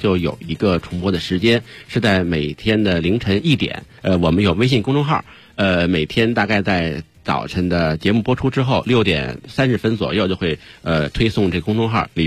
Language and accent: Chinese; Beijing, China; 一般咱们北京人嘛坐北朝南的这种正房是北房